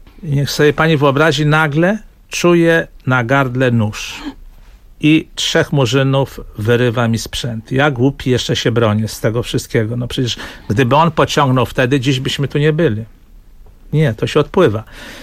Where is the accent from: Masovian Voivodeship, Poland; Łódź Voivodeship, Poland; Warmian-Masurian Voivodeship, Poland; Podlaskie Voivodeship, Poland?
Łódź Voivodeship, Poland; Łódź; bo jestem z Łodzi